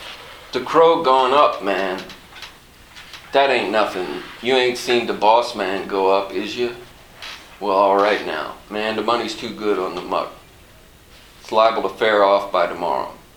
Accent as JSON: {"language": "English", "region": "Maryland", "country": "United States", "said": "like, for instance, I come from Maryland, and I know that in the black community, it's sometimes referred to as scary land."}